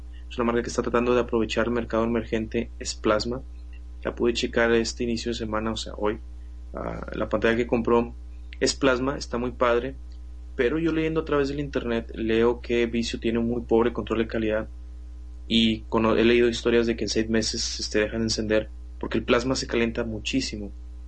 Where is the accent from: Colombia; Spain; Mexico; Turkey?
Mexico; Pero como buen mexicano, debo decir